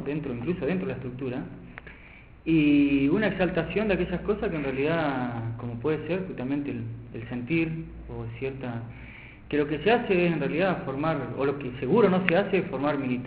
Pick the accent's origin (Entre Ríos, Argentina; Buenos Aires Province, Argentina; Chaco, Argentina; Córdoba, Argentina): Entre Ríos, Argentina; Paraná; moved away as an adult; also born or lived in Buenos Aires; yo soy de Paraná y cuando fui a estudiar a Buenos Aires